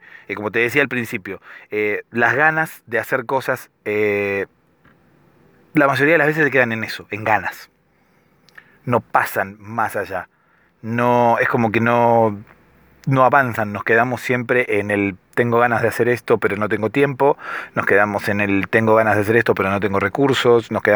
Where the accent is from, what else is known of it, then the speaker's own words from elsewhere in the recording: Argentina; soy de Argentina y por eso hablo de vos.